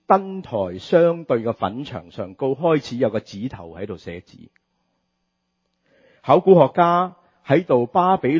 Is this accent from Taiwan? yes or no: no; Hong Kong; 我們香港人喜歡說人家沒有腰骨，是吧？